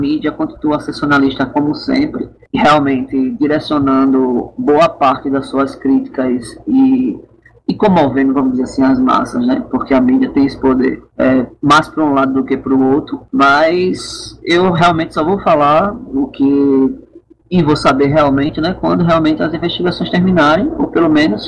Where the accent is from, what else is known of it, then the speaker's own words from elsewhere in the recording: Brazil; quem sofre com tudo isso somos nós brasileiros